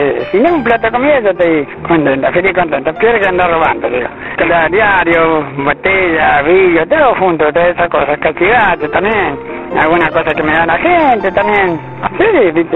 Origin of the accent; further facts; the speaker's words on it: Nelson, Santa Fe, Argentina; Pero me crié allá en Nelson, me crié y después me vine para acá.